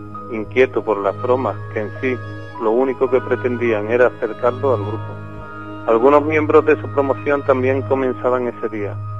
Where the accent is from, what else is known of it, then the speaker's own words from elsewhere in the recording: Seville, Andalusia, Spain; soy un enfermero sevillano que, bueno, he desarrollado mi labor profesional en el Ayuntamiento de Sevilla